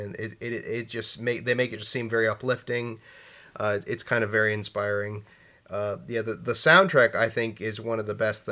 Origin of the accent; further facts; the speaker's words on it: United States; Feel as an American, I should probably know that, but I didn't.